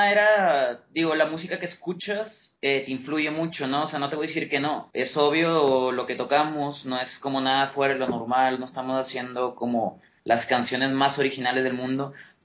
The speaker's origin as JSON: {"language": "Spanish", "town": "Monterrey", "region": "Nuevo León", "country": "Mexico", "lives_now": "Mexico City, Mexico", "said": "yo soy de Monterrey, pero vivo en el DF."}